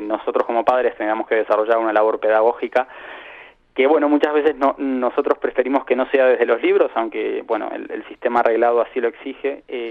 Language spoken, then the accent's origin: Spanish; Uruguay; also born or lived in Valencia; now in Spain; Nosotros decimos que hemos hecho 3 emigraciones. La primera, cuando vinimos desde Uruguay, bueno, probablemente buscando nuestras raíces españolas.